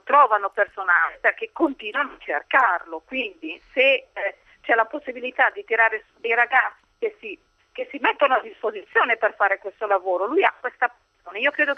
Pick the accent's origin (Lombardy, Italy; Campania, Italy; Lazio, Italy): Lombardy, Italy; Sesto San Giovanni; Io vengo da Sesto San Giovanni, abbiamo i mezzi comodi